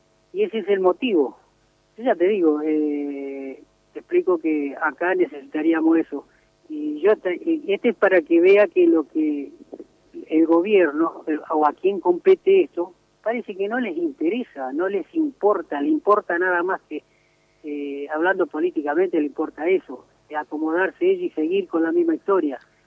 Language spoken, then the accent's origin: Spanish; Santa Fe, Argentina; now in Moreno, Argentina; yo no soy de acá de Moreno, así, digamos, oriundo de Moreno, yo soy de Santa Fe, pero vine a vivir acá y es como que me siento un morenense ya.